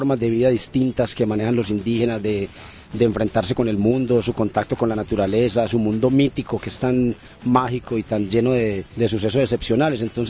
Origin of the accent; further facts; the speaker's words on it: Colombia; soy colombiano.